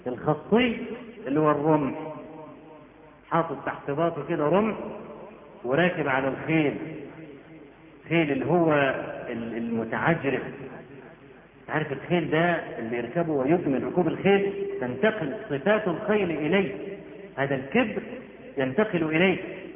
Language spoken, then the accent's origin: Arabic; Egypt; وإحنا عندنا في مصر بدعة قبيحة